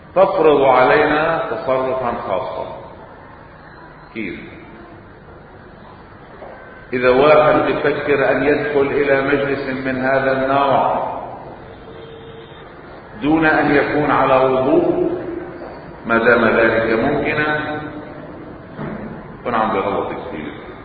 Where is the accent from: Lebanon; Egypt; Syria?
Lebanon; عندنا بلبنان بعض الأمور تتحول لصراعات دغري